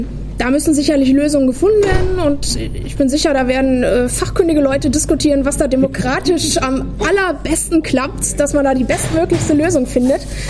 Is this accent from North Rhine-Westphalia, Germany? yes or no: yes; Ennepetal, North Rhine-Westphalia, Germany; Ich komme aus Ennepetal, das ist ganz interessant.